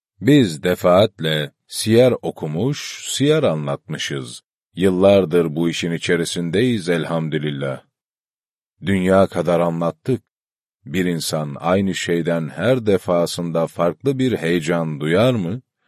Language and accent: Turkish; Horasan, Erzurum, Turkey; Ben Erzurum Horasanlıyım. Yetiştiğimiz zemin, peygamber sevgisinin, peygamber aşkının çokça konuşulduğu bir zemindi.